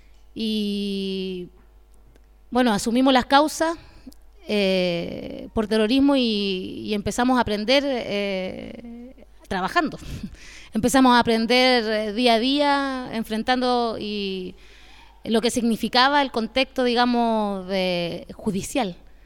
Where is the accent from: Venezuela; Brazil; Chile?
Chile; Temuco, Araucanía; nací en Temuco, soy criada en la Araucanía, toda mi vida estaba allá, estudié allá.